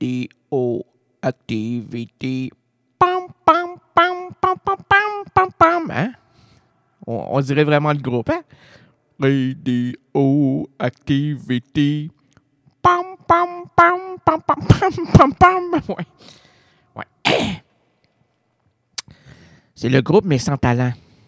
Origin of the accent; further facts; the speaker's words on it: Quebec City, Quebec, Canada; Hey, moi, je suis un gars des bois. OK? Pour ça que je viens de Limoilou, moi. Il y a de la forêt à Limoilou.